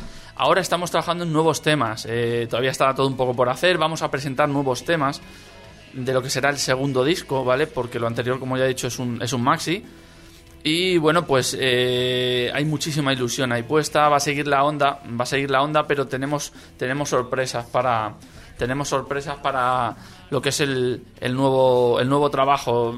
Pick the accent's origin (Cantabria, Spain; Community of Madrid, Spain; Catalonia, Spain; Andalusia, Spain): Community of Madrid, Spain; Alcorcón; Sí, somos de Madrid. Lo que pasa es que todos venimos de la zona sur, de los pueblos, pues mira, de Fuenlabrada, yo soy de Alcorcón.